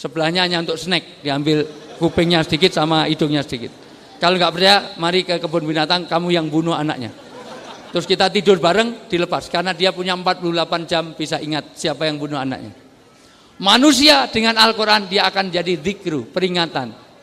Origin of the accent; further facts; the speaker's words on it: Java, Indonesia; Saya senang orang Jawa karena saya orang Jawa.